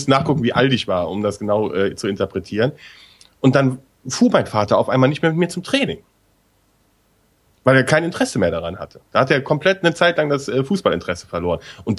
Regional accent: West Germany, Germany; Ich bin ja im Westen groß geworden, da ging's.

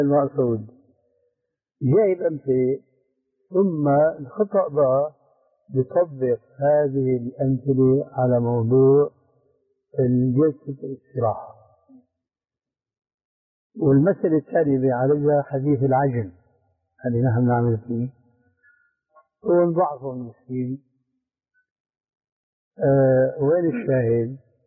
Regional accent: Syria; يسموه عندنا بالشام برزان بوق العسكري هذا الأصيل

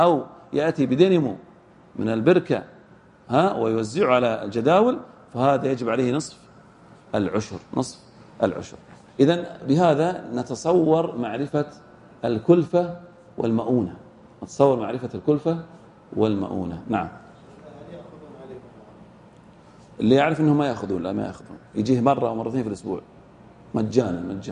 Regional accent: Al-Ahsa, Eastern Province, Saudi Arabia; هذا من الأشياء الطارئة والنوازل عندنا في الأحساء.

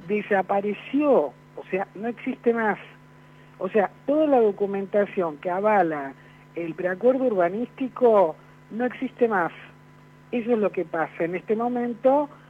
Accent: Vicente López, Buenos Aires Province, Argentina; ¿Cómo le va? Soy de Vicente López

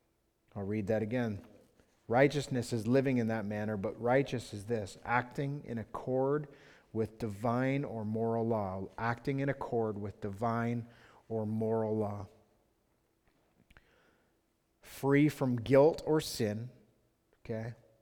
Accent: Thorndale, Ontario, Canada; I'm Canadian. I'm from Thorndale.

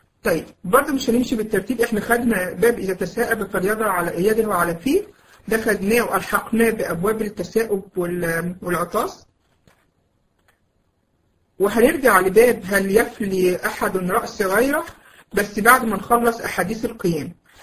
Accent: Egypt; ويمكن في زمان عندنا في مصر في الأماكن اللي هي قريبة كانوا يسموها مشربية

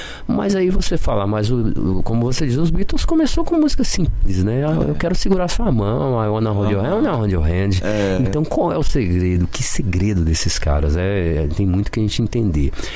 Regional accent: Barbacena, Minas Gerais, Brazil; E eu, quando era menino em Barbacena, eu queria aprender inglês

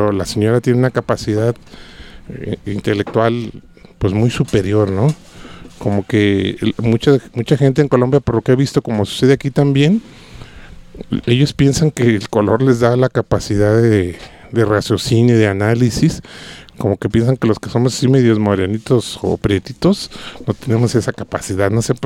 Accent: Guadalajara, Jalisco, Mexico; Entonces, como tapatío, dije.

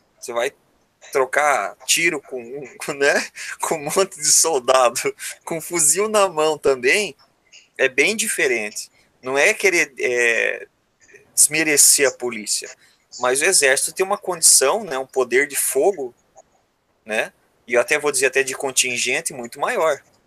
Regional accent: Paraná, Brazil; Porque eu sou do Paraná.

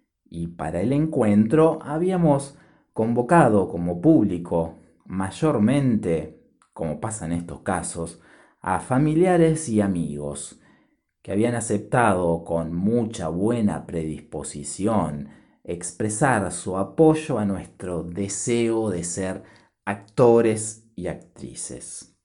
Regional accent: Rosario, Santa Fe, Argentina; born there; Lila es de mi ciudad natal, de Rosario, en Argentina.

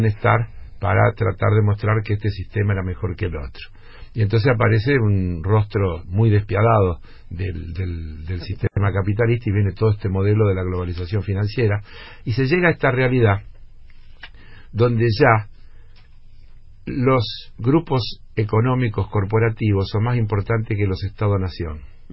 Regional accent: Argentina; Porque yo soy argentino

